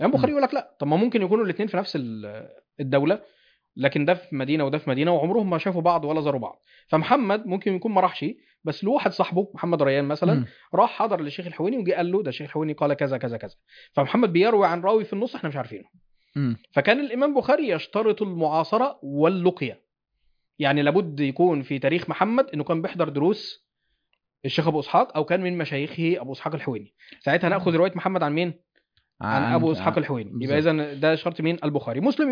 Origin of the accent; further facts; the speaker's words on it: Mansoura, Dakahlia, Egypt; فلان ده مصري وانا مصري، فاحنا عشنا في مصر في نفس الحقبة التاريخية، بس هو مثلا من القاهرة وانا من المنصورة.